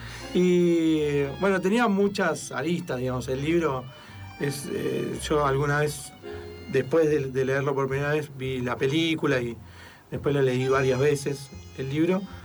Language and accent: Spanish; Buenos Aires, Argentina; yo soy absolutamente porteño. De los 12 años fui a un colegio en el centro, solo me tomaba el subte. Siempre me gustó la ciudad